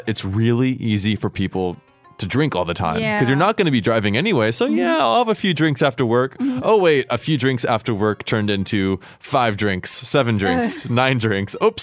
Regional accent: United States; the part that was most surprising to me as an American, is that it's okay.

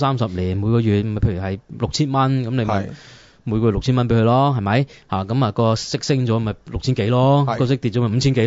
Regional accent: Hong Kong; 而家面對嘅樓市同我哋香港人面對嘅樓市一樣

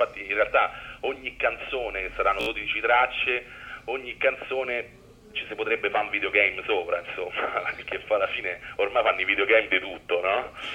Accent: Rome, Lazio, Italy; noi veniamo da Piazzale Flaminio

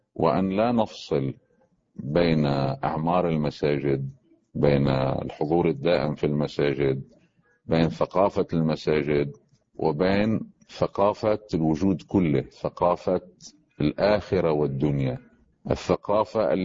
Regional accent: Lebanon; مثلا عندنا في لبنان

